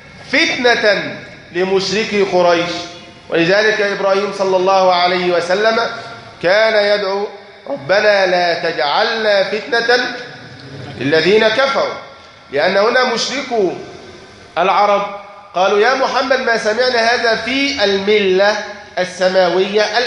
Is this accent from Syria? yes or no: no; Egypt; يعني الإخوان عندنا في مصر